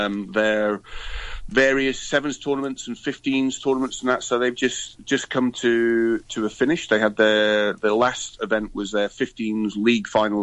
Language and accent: English; Scotland, United Kingdom; No, I was a bit disappointed by the England result, quite frankly, as a Scot, Phil.